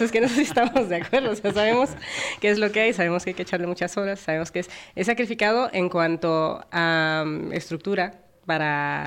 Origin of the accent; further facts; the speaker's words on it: Mexico; Yo soy de México.